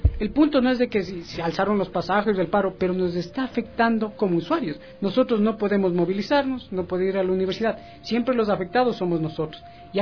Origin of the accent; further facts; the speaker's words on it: Checa, Pichincha, Ecuador; also born or lived in La Merced de Buenos Aires; Yo vivo en Checa, pero nací en la Merced de Buenos Aires, en el cantón de Urcuquín, Imbabura, pero vivo desde los 3 años acá en Checa, entonces yo me considero de corazón chequense